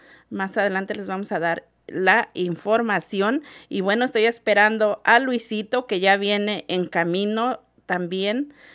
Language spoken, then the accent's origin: Spanish; Mexico; yo soy de México y en México pues se acostumbra a festejar el santo y el cumpleaños